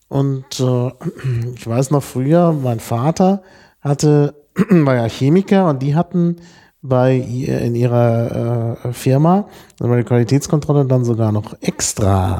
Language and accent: German; Dortmund, North Rhine-Westphalia, Germany; Insbesondere da, wo ich aufgewachsen bin, in Dortmund.